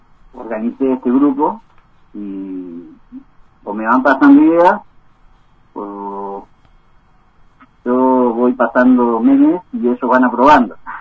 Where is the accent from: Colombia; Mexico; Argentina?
Argentina; Bariloche, Río Negro; born there; Sí, somos todos nacidos en Bariloche.